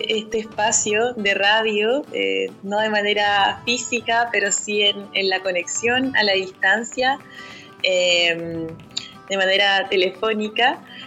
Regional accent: Paillaco, Los Ríos, Chile; Bueno, yo soy de Paillaco, ya ustedes lo saben

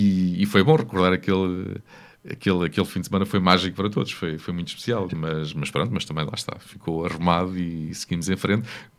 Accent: Ribatejo, Portugal; Quer dizer, sou um ribatejano. Não tenho nenhum orgulho especial por ser ribatejano. Sou ribatejano.

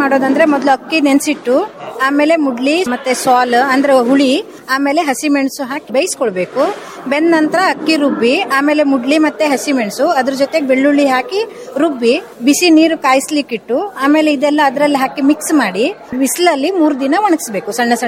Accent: Kumbarawada, Karnataka, India; ನಾನು ಕುಂಬಾರವಾಡದಿಂದ ಬಂದಿದ್ದೇನೆ.

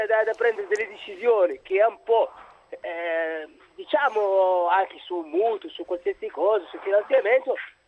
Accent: Morocco; now in Italy; Sono dal Marocco, però.

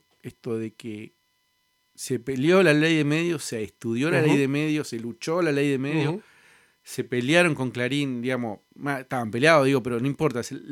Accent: Argentina; Digo, a mí, como joven argentino

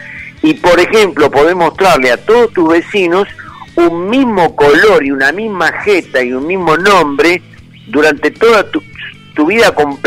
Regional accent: Argentina; de mi desarrollo como ser humano, como argentino

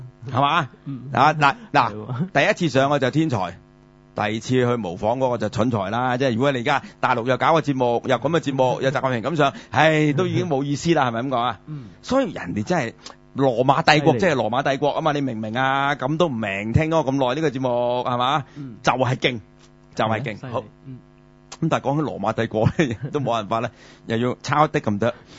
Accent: Guangdong, China; 即系唔同我哋广东人嗰啲拼音嗰啲传统嘅

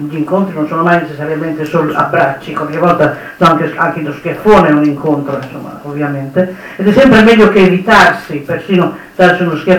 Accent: Piedmont, Italy; io dico italiano quando sono all'estero, perché devo dire, sì, sono piemontese, la mia origine regionale è quella, piemontese.

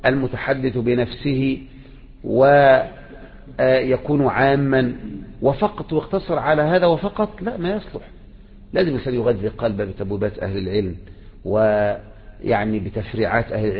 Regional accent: Egypt; وبكرة جيت الكياك عندنا في مصر

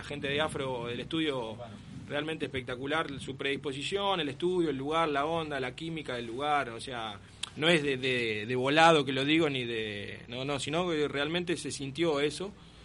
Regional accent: Celina, Argentina; La banda se formó en Celina, yo soy de Celina

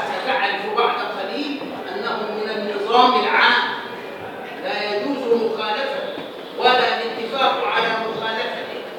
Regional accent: Egypt; فهمنا أن درجات المحاكم عندنا في مصر على طبقتين

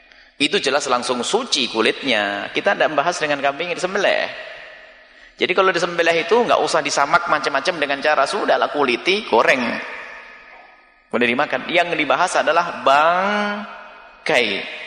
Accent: Java, Indonesia

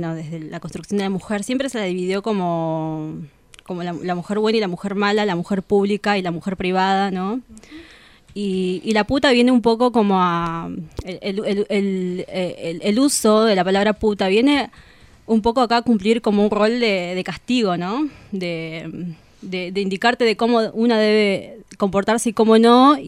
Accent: Bolivia; now in Argentina; yo no soy argentina.

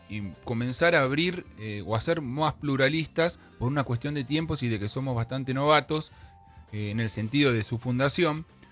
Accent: La Plata, Buenos Aires Province, Argentina; cuando uno va a Buenos Aires y le decís que sos de La Plata, el comentario que te hacen es qué movida que hay allá con el tema del vino.

